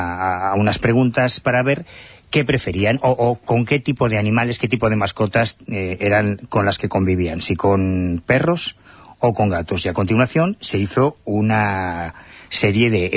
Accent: Galicia, Spain; Yo soy de Galicia.

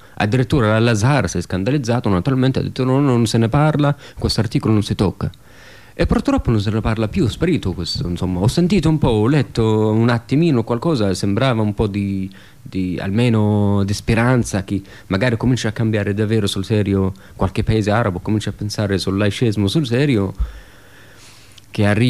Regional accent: Saudi Arabia; Io sono nato in Arabia Saudita, studiavo lì in Arabia Saudita

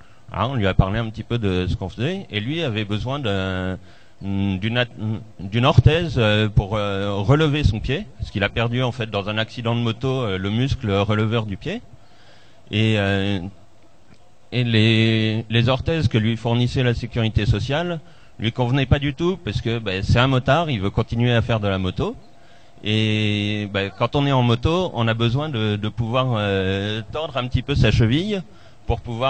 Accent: Albi, Occitanie, France; parce que moi je viens d'Albi

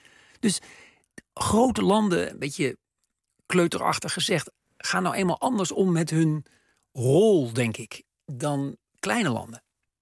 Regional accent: United States; Amerikanen, dat is natuurlijk anders dan voor Nederlanders, wonen in een groot land en vinden dat volstrekt normaal. Wij Ameri

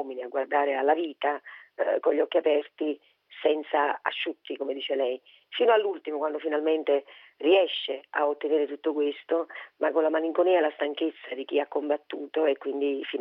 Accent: Naples, Campania, Italy; per quanto io sia nata a Napoli, sia napoletana e sia di un vicolo, quindi appartenga alla classe del popolo

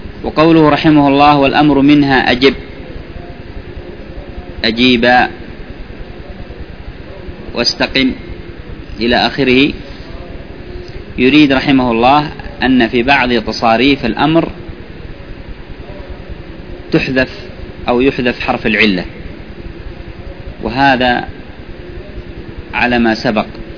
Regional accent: Yemen; عندنا في اليمن في بعض البلاد يقولون هذا مبيوع

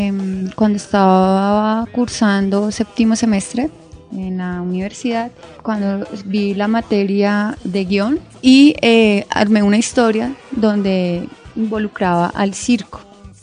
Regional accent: San Vicente de Chucurí, Santander, Colombia; Porque pues soy oriunda de San Vicente, y segundo, porque siento que las provincias en mi época de infancia tenían una relación mucho más cercana con el circo.

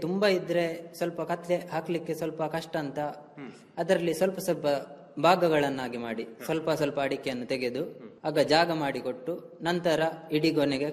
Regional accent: Bantwal, Karnataka, India; ನಾನು ನನ್ನ ಊರು ಬಂಟ್ವಾಳ ತಾಲೂಕು ಬಂಟ್ವಾಳ ಕಸಬಾ ಗ್ರಾಮ ಅಗ್ರಹಾರ. ನನ್ನ ವಯಸ್ಸು 23.

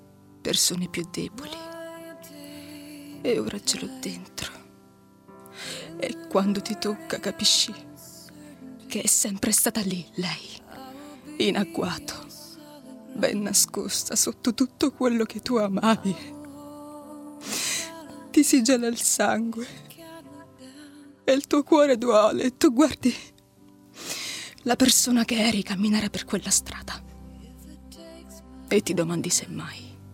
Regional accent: Turin, Piedmont, Italy; born there; In realtà sono nata a Torino

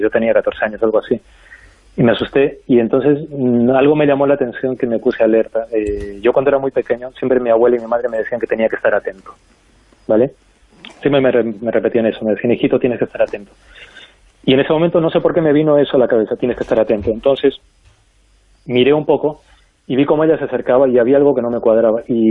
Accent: Arequipa, Peru; now in Madrid, Spain; cuando yo decidí que me venía para Madrid por varios motivos mágicos, estábamos en Lima, y aunque yo soy de Arequipa, pero tuvimos que ir a Lima para coger el vuelo internacional

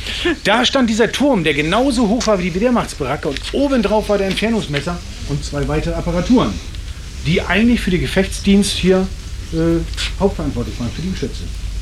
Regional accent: Northern Germany, Germany; Ich bin ein Norddeutscher.

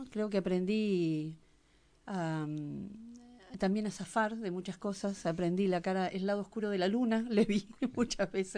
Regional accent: Ramos Mejía, Buenos Aires Province, Argentina; yo me crié en Ramos Mejía, que es un barrio del Gran Buenos Aires. O sea que soy porteña, acá me llaman porteña, pero en realidad soy una nacida y criada en un barrio.

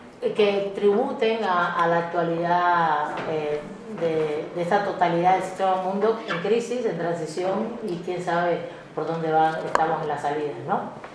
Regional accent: Mexico City, Mexico; los que somos de la Chilanga Banda

